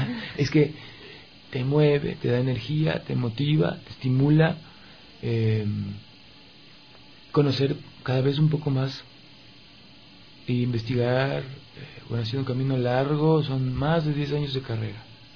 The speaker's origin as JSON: {"language": "Spanish", "country": "Ecuador", "said": "traduce mucho de mi idiosincrasia como ecuatoriano"}